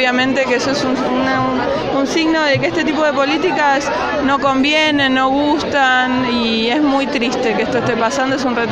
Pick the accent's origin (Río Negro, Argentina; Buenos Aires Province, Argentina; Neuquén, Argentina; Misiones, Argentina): Buenos Aires Province, Argentina; San Miguel; soy de San Miguel y estoy acá para apoyar a la maternidad.